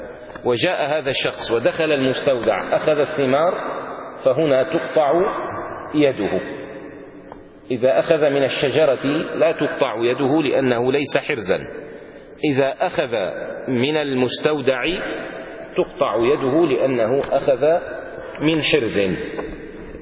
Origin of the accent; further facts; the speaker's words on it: Damascus, Damascus Governorate, Syria; لذلك كان عندنا في دمشق قديما، لما كانت دمشق دمشق